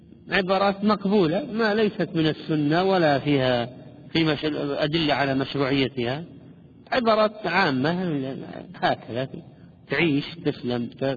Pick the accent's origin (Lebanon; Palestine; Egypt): Palestine; عندنا في فلسطين والشام؟ يقولون يسلم راسك أو عظم الله أجركم